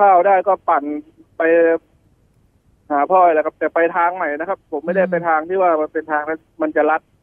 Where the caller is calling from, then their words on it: Saraburi, Thailand; จากสระบุรีครับ